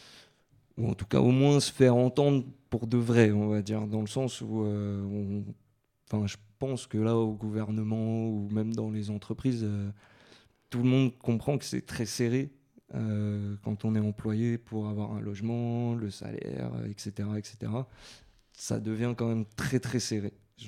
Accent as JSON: {"language": "French", "town": "Montreuil", "region": "Île-de-France", "country": "France", "tie": "born or raised there", "said": "Je suis de Montreuil, j'habite à Croix-de-Chavaux depuis toujours."}